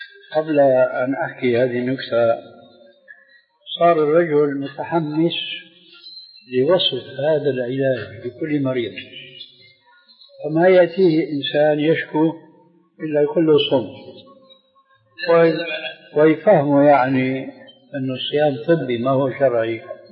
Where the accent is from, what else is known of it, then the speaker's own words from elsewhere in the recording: Damascus, Damascus Governorate, Syria; عندنا في دمشق يومئذ